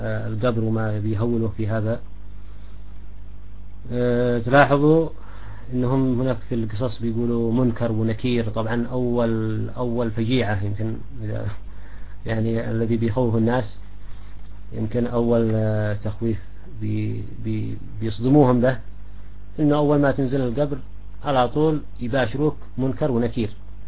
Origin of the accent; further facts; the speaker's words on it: Sanaa, Amanat Al Asimah, Yemen; يعني في مثلا عندنا في صنعاء ناس بيجوا مثلا بلاطية